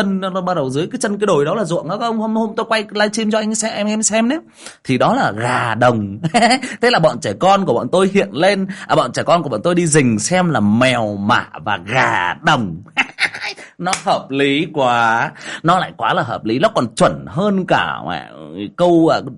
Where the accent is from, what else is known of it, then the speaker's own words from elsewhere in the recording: Hưng Yên, Vietnam; Mình người Hưng Yên gốc thì bảo Hưng Yên xịn luôn không? Đấy. Mình người Hưng Yên xịn.